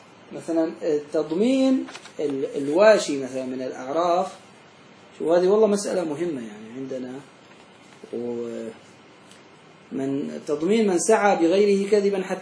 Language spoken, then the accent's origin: Arabic; Syria; في عندنا في سوريا